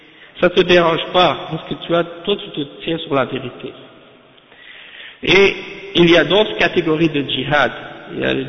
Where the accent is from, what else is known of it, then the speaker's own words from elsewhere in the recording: Canada; Et même chez nous au Canada, il y a des sections d'études islamiques dans les universités.